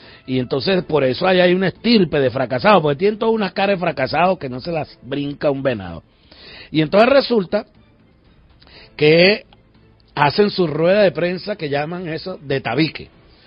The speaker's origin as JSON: {"language": "Spanish", "country": "Venezuela", "said": "y como venezolano, pues me parece que esto es una irresponsabilidad"}